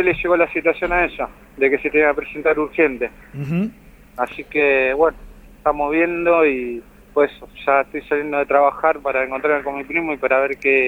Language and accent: Spanish; Buenos Aires, Argentina; yo soy de Buenos Aires, hace un año que estoy acá, trabajando.